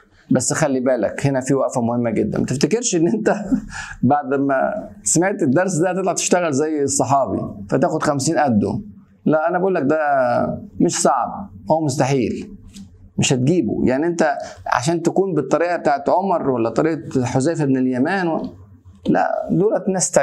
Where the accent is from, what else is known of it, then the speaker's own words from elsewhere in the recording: Egypt; زي ما كده بيقول عندنا في مصر اتعشت